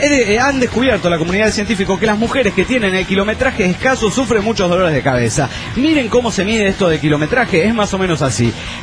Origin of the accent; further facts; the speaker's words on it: Colombia; En fin, como buen colombiano, habla mucha mierda, ¿eh? Porque es mentira que aquí se habla el mejor español del mundo.